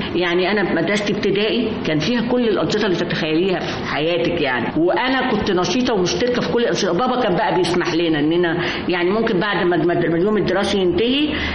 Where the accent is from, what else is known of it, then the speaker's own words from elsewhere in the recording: Alexandria, Alexandria Governorate, Egypt; إحنا من اسكندرية أصلا، وكنا بنروح طبعا مع أجازة الصيف بنطلع على جدتي وجدي ونقعد بقى.